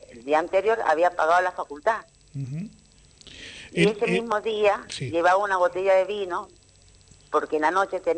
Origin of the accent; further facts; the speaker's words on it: San Luis, Argentina; Él vivía acá en San Luis, con nosotros somos de San Luis